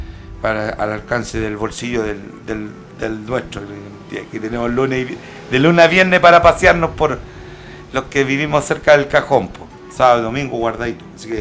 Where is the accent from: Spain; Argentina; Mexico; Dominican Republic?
Argentina; Jujuy; desde Jujuy, soy de La Puna. En realidad soy de La Puna